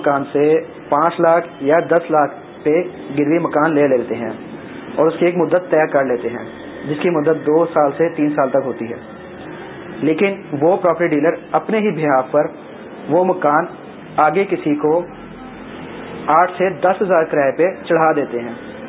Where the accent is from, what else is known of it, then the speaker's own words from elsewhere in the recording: Lahore, Punjab, Pakistan; میں ایک property dealer ہوں، میرا تعلق لاہور سے ہے.